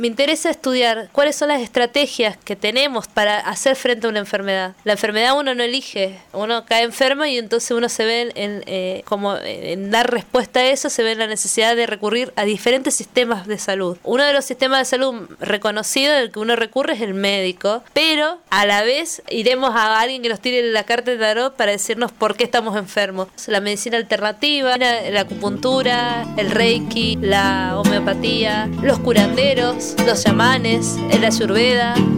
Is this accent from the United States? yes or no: no; Argentina; soy de Argentina, estudio antropología y después un posgrado en ciencia y tecnología y sociedad.